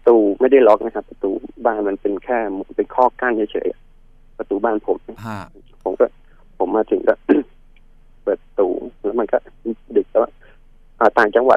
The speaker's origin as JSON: {"language": "Thai", "region": "Bangkok", "country": "Thailand", "tie": "born or raised there", "also_born_or_lived": "Kamphaeng Phet", "said": "ตอนเด็กอ่ะผมไม่ได้โตที่นู่นผมโตที่กรุงเทพแต่ว่าช่วงประมาณสักม.2เนี่ยผมเกม3ก็เลยต้องกลับไปเรียนที่กำแพงเพชร"}